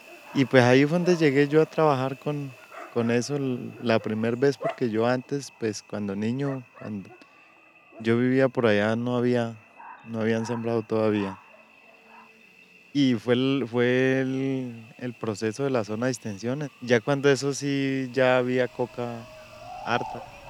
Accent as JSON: {"language": "Spanish", "town": "San Vicente del Caguán", "region": "Caquetá", "country": "Colombia", "lives_now": "Huila, Colombia", "said": "Soy de San Vicente del Caguán, Caquetá. Antes trabajaba con la coca en cuando la zona de extensión. Ahora vivo por acá en el Huila, trabajo con el café."}